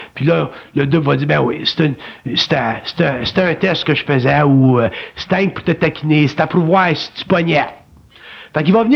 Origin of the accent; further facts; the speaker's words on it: Quebec, Canada; born there; C'est pour ça que je suis né au Québec.